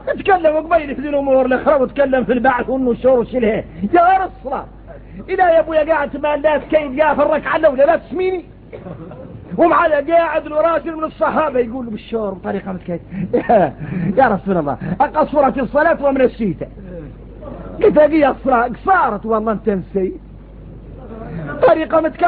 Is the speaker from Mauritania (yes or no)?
yes; Mauritania; احنا موريتاني